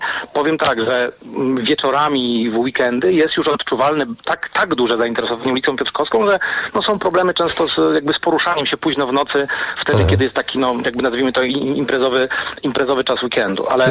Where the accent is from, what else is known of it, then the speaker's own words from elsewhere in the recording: Łódź, Łódź Voivodeship, Poland; Można przyjechać teraz do Łodzi. Ja jestem łodzianinem